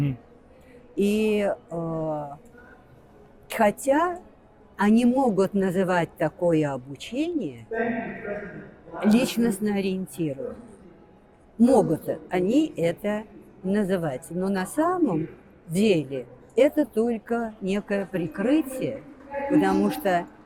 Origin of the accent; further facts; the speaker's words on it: Moscow, Russia; Это я в Москве родилась, это я в Москве училась.